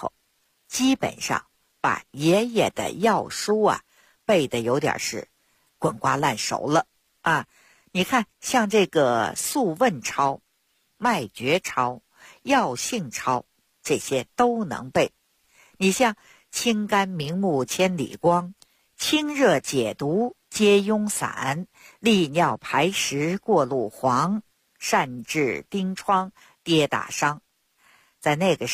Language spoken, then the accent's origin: Chinese; Beijing, China; 我呢，是土生土长的北京人儿。我自小呢，出生在一个中医世家。 … 我的爷爷、我的父亲那都是郎中。在北京城里，我们家有一间药铺